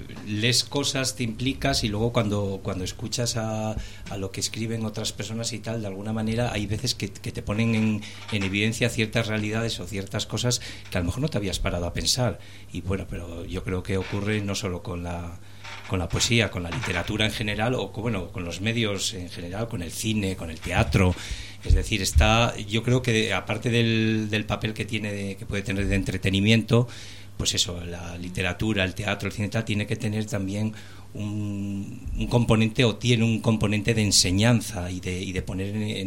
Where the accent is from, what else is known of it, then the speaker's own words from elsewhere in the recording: Santa María del Páramo, Castile and León, Spain; now in Madrid, Spain; aunque vivo en Madrid hace muchos años, soy nacido en León, en un pueblo de León, en Santa María del Páramo